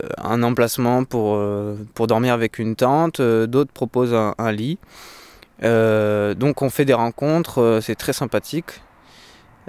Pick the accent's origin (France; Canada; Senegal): France; Pyrenees; also born or lived in Lot; Le Lot, c'est encore le sud-ouest, donc c'est à 250 km de chez moi, au nord. Après, je suis habité directement dans les Pyrénées, donc principalement, j'ai connu que mes montagnes, quoi.